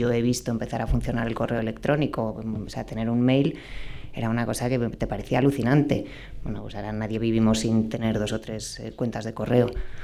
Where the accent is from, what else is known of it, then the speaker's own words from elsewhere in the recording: Galicia, Spain; Como soy gallega